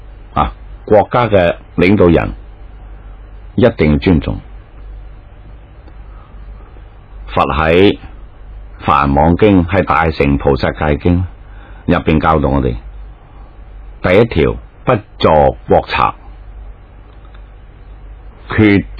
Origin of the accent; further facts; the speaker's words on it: China; 我们中国人经常讲忠孝全家啊